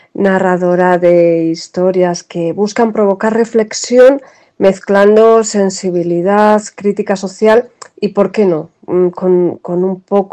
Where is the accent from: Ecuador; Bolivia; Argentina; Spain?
Spain; Quintanadueñas, Castile and León; Quintanadueñas es mi pueblo.